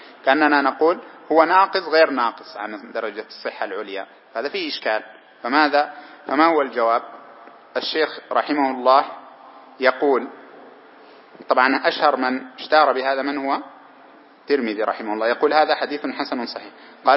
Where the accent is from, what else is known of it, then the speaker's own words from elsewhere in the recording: Sudan; زي الحلو مر عندنا في السودان